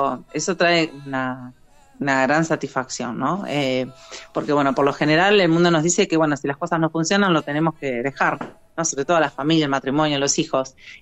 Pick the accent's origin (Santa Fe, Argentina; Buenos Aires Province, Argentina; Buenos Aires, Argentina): Santa Fe, Argentina; San Lorenzo; now in Funes, Argentina; En Funes, estoy a 4 cuadras del aeropuerto de Rosario. Soy de San Lorenzo, soy oriunda de San Lorenzo, la ciudad histórica de San Lorenzo.